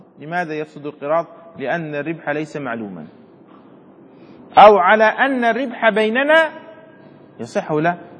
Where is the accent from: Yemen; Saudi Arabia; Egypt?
Yemen; يعني عندنا في اليمن على سبيل المثال نحن بجانب الصومال